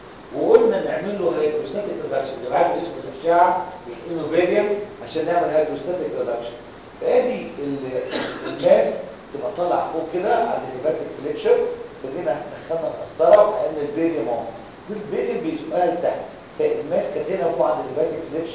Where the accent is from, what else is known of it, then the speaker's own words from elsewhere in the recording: Egypt; عندنا في مصر